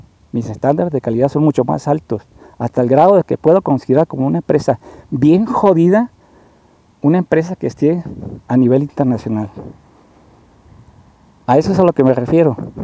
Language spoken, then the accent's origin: Spanish; Mazatlán, Sinaloa, Mexico; Yo soy de Mazatlán también